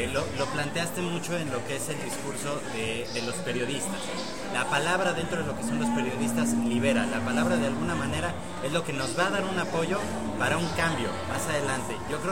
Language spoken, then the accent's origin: Spanish; Mexico City, Mexico; tenía contemplado salir de la ciudad a un viaje a la Ciudad de México, de donde soy